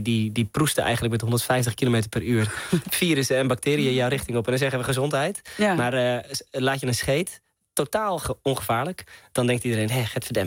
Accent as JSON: {"language": "Dutch", "town": "Hilversum", "region": "North Holland", "country": "Netherlands", "lives_now": "Amsterdam, Netherlands", "said": "omdat ik een stadse jongen ben, ik kom oorspronkelijk uit Hilversum, ik woon nu in Amsterdam"}